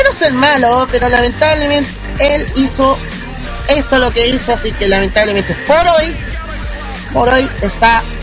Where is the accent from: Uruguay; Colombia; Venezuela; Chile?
Chile; Así como buen chileno, ¿ya?